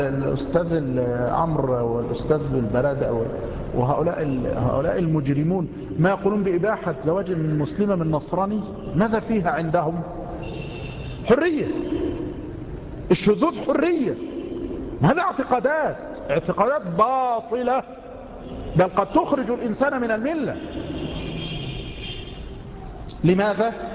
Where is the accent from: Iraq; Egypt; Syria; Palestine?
Egypt; خاصة عندنا في مصر من نساء مصر